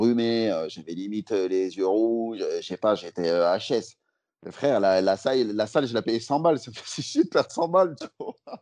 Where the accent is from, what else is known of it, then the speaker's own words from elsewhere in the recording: Lyon, Auvergne-Rhône-Alpes, France; now in Paris, France; parce que moi, je suis lyonnais de base, et quand je suis arrivé sur Paris, c'était le début du stand-up